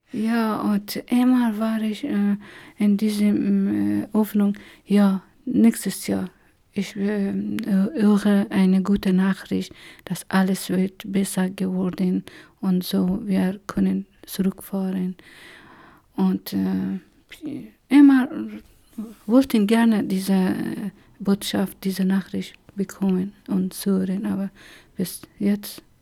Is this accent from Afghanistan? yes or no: yes; Herat, Afghanistan; moved away as an adult; now in Germany; Ich komme aus Afghanistan. Seit 1993 bin ich hier und ich freue mich. Ja, ich komme aus der Stadt Herat und habe ich zwei Schwestern und drei Brüder. Und bin ich auch in Herat zur Schule gegangen bis zum Abitur.